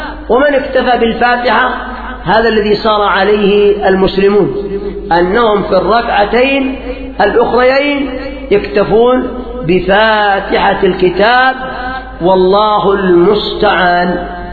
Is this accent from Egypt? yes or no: no; Yemen; إلا عندنا في اليمن